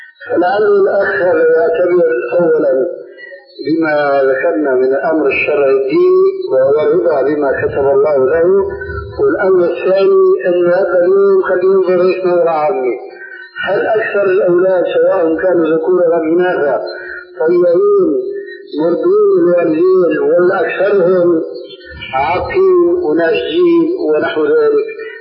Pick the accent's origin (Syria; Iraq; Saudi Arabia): Syria; كما يقولون عندنا في سوريا